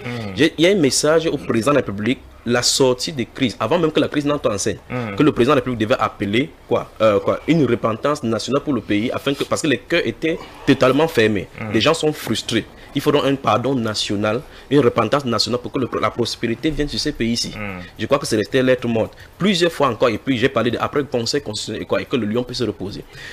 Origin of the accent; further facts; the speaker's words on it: West, Cameroon; Je suis un Camerounais natif de l'ouest du Cameroun et je suis prédicateur de la parole du Seigneur.